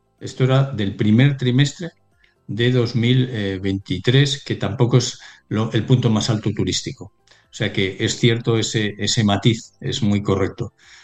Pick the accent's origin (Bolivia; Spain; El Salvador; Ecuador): Spain; Como español no me parece normal que prácticamente todos los puestos de trabajo nuevos los ocupen inmigrantes.